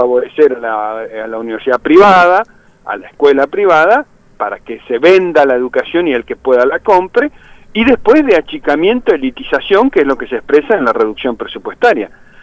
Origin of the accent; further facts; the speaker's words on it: Neuquén, Argentina; Aclaremos, yo soy de Neuquén, así imagínense, para los patagónicos